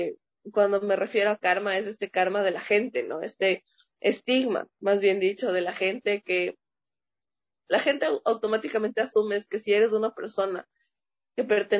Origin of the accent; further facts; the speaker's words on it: Quito, Pichincha, Ecuador; now in Ibarra, Ecuador; La verdad soy de Quito. Ya. Las situaciones de la vida me pusieron a vivir acá en Ibarra.